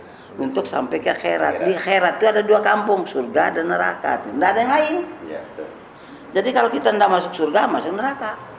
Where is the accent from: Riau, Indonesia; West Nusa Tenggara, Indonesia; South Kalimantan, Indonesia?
West Nusa Tenggara, Indonesia; born there; moved away as an adult; now in Lampung, Indonesia; Saya kan dari tahun 66 di sini. Iya. Saya dari Sibujang, dari Sumbawa sana. Saya lahir. Tahun 66 saya masuk sini.